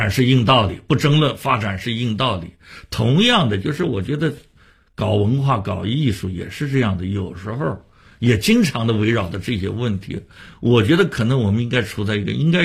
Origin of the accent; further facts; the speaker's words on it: Shanghai, China; 回过头来我发现北京人也做过我们上海人的戏啊